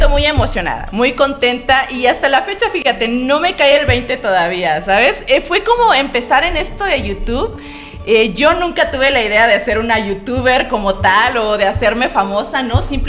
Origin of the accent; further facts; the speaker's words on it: Mexico; Estoy muy feliz de estar aquí en mi tierra mexicana.